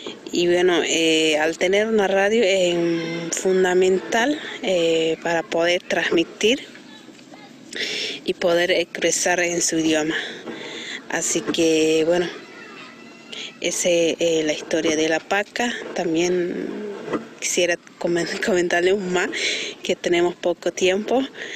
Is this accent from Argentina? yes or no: yes; Santa Victoria Este, Salta, Argentina; soy de Salta, Santa Victoria Este, y trabajo en la radio comunitaria, que es La Paca. Así que, bueno, soy etnia chorota